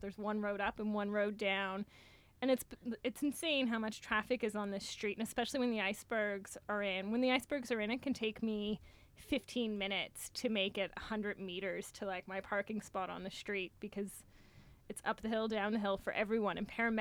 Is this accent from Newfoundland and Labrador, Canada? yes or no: yes; Newfoundland and Labrador, Canada; I was born and raised in Newfoundland.